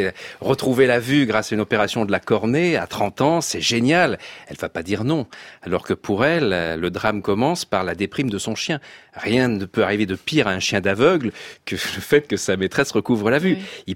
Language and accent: French; Nice, Provence-Alpes-Côte d'Azur, France; born there; Oui, moi, je suis né à Nice. Hein. Je suis belge adoptif, mais non fiscal.